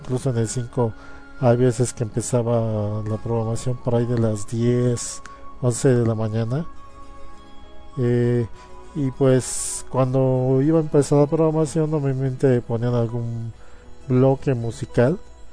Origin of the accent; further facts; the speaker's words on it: Mexico; que es la que la mayoría vimos y con la que crecimos, en ese entonces en México